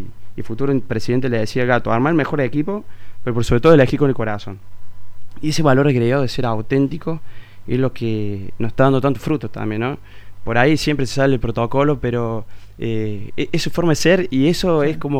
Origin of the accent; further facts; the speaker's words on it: Villa Allende, Córdoba, Argentina; born there; los que nacimos acá en Villa Allende